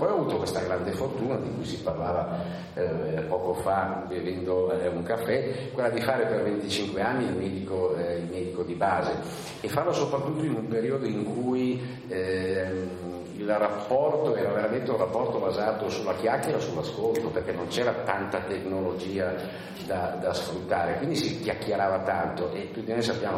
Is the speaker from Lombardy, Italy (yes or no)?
yes; Bellano, Lombardy, Italy; l'unica geografia solida è quella, diciamo, di Bellano, del mio paese, ecco che nel corso degli anni Bellano è diventato il teatro di tutte le mie storie.